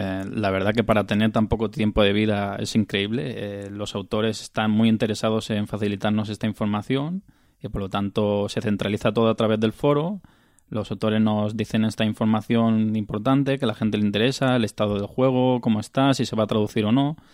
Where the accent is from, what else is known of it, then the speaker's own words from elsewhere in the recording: Balearic Islands, Spain; Somos yo, que soy de aquí de Mallorca